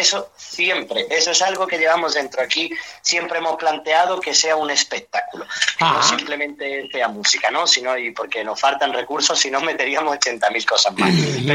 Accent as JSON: {"language": "Spanish", "town": "Málaga", "region": "Andalusia", "country": "Spain", "said": "pero soy de Málaga. Sí, nada más en el momento en que hablamos ya lo notas"}